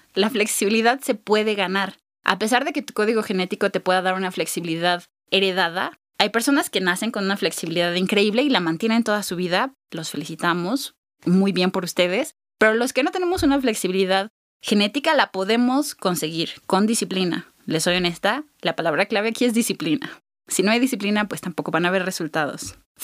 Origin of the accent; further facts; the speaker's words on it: Mexico; nosotros como mexicanos sabemos lo que no es tener paz